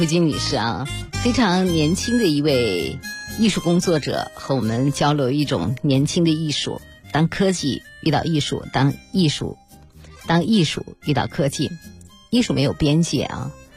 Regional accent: China; 我们多数的人还是能够在中国长大

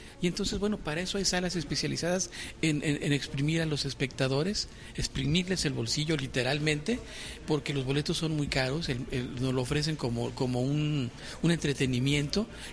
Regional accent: Durango, Mexico; Bueno, yo soy de Durango primero, soy de la Sierra de Durango, y soy director de cine.

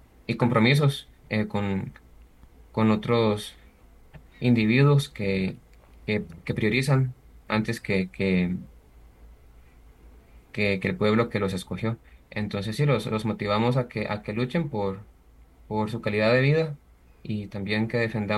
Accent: Costa Rica; los motivamos como costarricenses a también preocuparse por las problemáticas de sus comunidades.

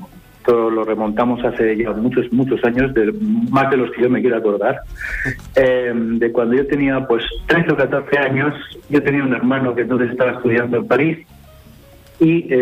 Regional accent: Zaragoza, Aragon, Spain; los demás somos todos de Zaragoza

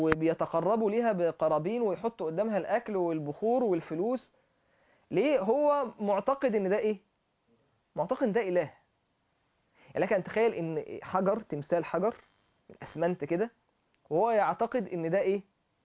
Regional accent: Egypt; فانا عايز اوصل له ان انت صيني وانا مصري

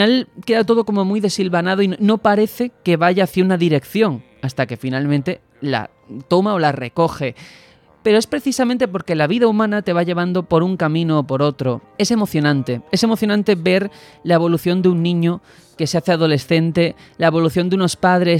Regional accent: Algeciras, Andalusia, Spain; now in Madrid, Spain; Yo vengo de Algeciras, de estar toda la vida pues con mis padres. Nunca había salido ni vivido fuera.

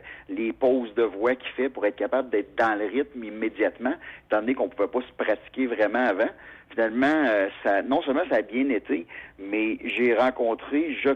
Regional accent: Quebec City, Quebec, Canada; Je suis un gars de Québec, donc mon accent anglais, il vient de Québec, puis assez clairement.

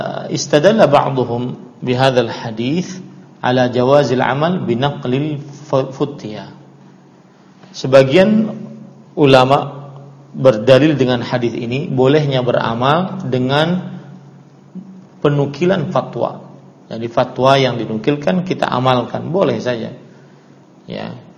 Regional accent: South Kalimantan, Indonesia; karena saya asli orang Banjar, maka saya nisbatkan diri saya dengan

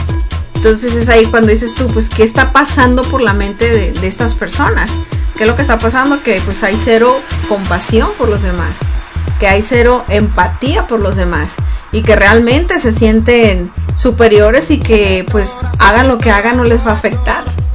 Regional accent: Mexico; así somos los mexicanos, esta es nuestra cultura

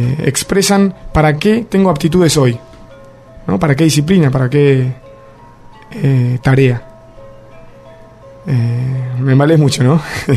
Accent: Buenos Aires, Argentina; Sí, vengo de La Tropa. Pero también vengo de Buenos Aires, vengo de, digamos, de la ciudad del Quilombo.

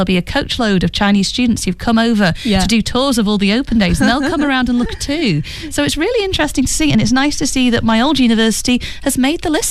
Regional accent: United Kingdom; it's also one that involves my home country, the UK.

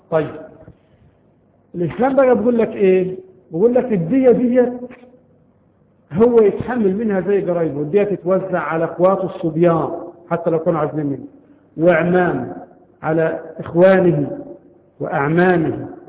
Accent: Egypt; طبعا عندنا في مصر هذا القانون غير مطبق شرعا

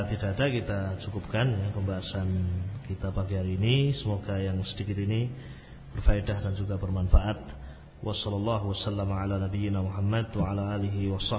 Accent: Java, Indonesia; Mungkin saja saya orang Jawa

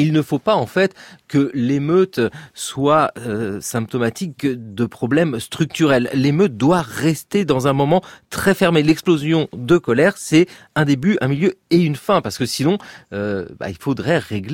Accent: France; parce que ces échos de colère que nous retrouvons chez nous en France participent du même principe.

